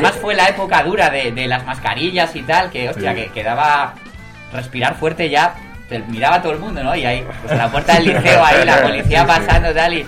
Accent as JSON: {"language": "Spanish", "town": "Salamanca", "region": "Castile and León", "country": "Spain", "said": "somos de Salamanca."}